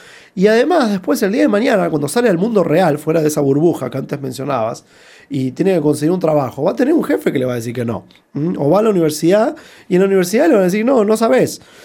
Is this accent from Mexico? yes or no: no; Buenos Aires, Argentina; moved away as an adult; now in United States